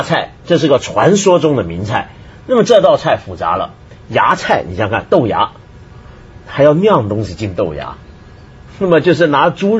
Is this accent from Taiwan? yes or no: yes; Taiwan; 我在台湾长大，我说想啊